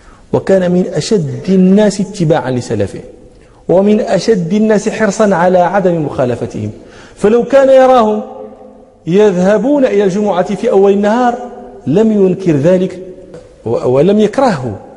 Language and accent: Arabic; Morocco; افتحنا عندنا في المغرب الباكور، باكورة الفاكهة